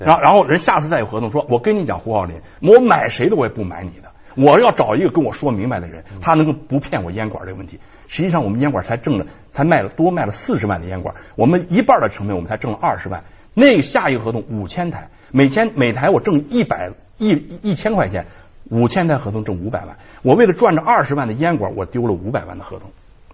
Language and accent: Chinese; Beijing, China; 咱们北京人讲话